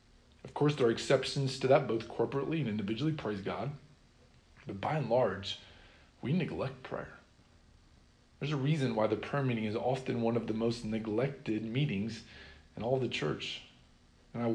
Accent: Sheraton, Iowa, United States; When I was growing up, I was convinced that my hometown, Sheraton, Iowa, was the greatest town in the world.

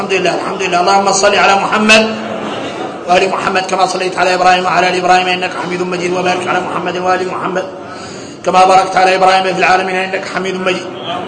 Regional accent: Mauritania; نحن موريتاني عندنا الأحوال عندنا الأحوال

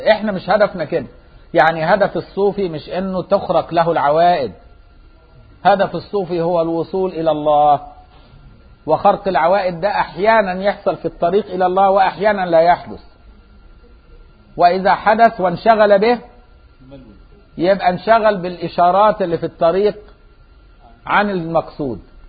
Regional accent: Egypt; طول ما احنا في مصر نفتحها بقى

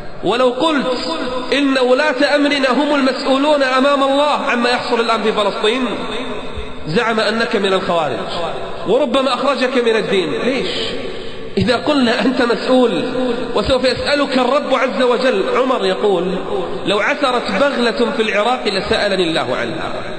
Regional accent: Kuwait; عندنا بالكويت الكلام عربي والجلد عربي والشكل عربي

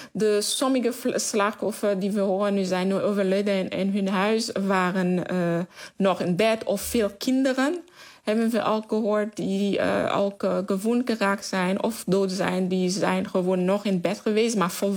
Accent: Camp-Perrin, Sud, Haiti; Ik kom uit een stad van het zuiden departement. Die heet Camperin. En Camperin ligt ongeveer 7 tot 8 kilometer eigenlijk van het epicentrum.

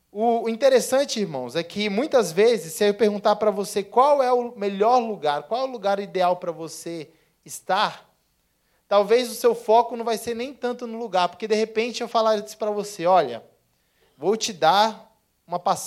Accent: São Paulo, Brazil; que eu sou de São Paulo

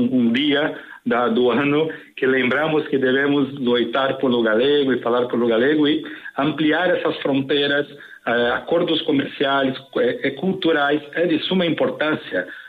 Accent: São Paulo, Brazil; e eu sou de São Paulo

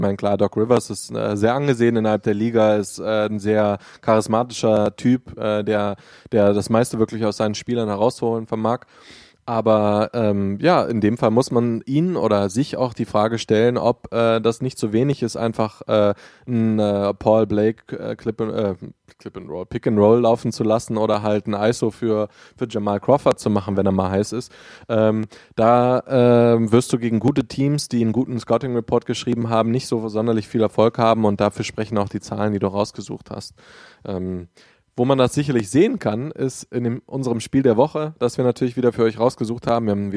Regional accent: Düsseldorf, North Rhine-Westphalia, Germany; Ich für meinen Teil bin 27, wir sind beide aus Düsseldorf, der Stadt am Rhein.

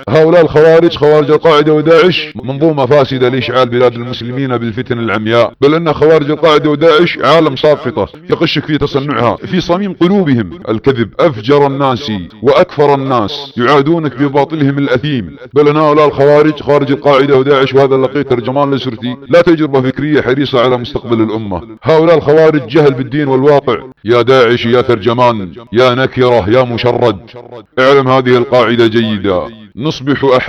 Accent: Saudi Arabia; واستهداف بلادنا المملكة العربية السعودية

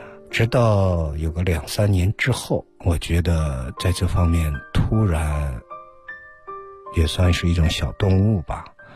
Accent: China; 对，但我们中国人有的时候太局限于自己的民族性文化性，有些时候很难以接纳一些陌生的文化经验。

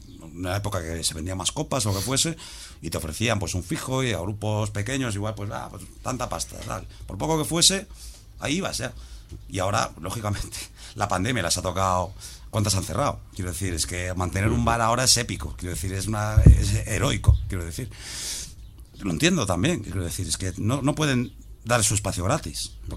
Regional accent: O Grove, Galicia, Spain; Y Ogrove, que es de donde soy

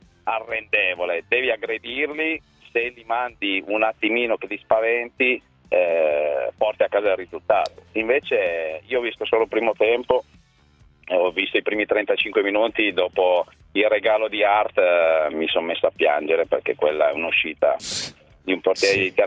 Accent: Settimo Torinese, Piedmont, Italy; visto che io sono di Settimo Torinese e parlo di più di 30 anni fa

